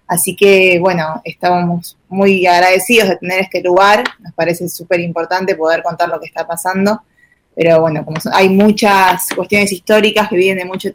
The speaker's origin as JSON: {"language": "Spanish", "country": "Argentina", "tie": "born or raised there", "said": "nosotros somos argentinos, nacimos acá"}